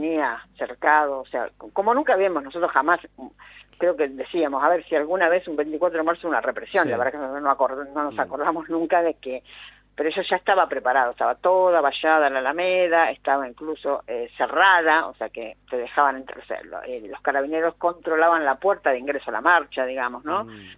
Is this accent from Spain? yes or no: no; Argentina; algo insólito para nosotros como argentinos